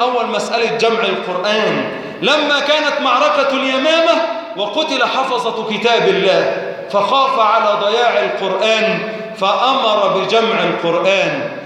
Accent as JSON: {"language": "Arabic", "country": "Egypt", "said": "اللهم اجعل بلادنا مصر وبلاد المسلمين جميعا في أمن وأمان"}